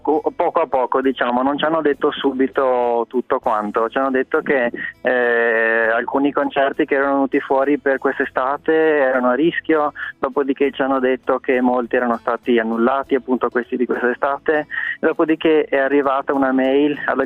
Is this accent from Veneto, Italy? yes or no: yes; Treviso, Veneto, Italy; Io sono di Treviso.